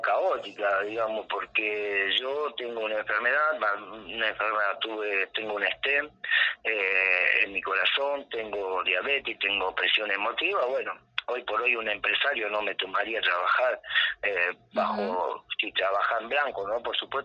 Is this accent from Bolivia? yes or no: no; Córdoba, Argentina; yo tengo el mismo derecho porque soy argentino, porque soy cordobés y puedo pisar mis tierras